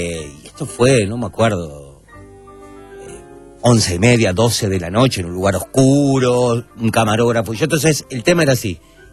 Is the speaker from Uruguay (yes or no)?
yes; Uruguay; Y aparte porque soy uruguayo y conocía más o menos Punta del Este.